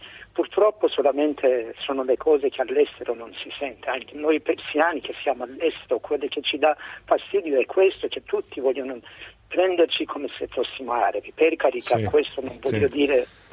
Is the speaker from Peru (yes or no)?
no; Iran; now in Italy; io sono iraniano, vivo in Italia più o meno da 30 anni, dopo la rivoluzione iraniana.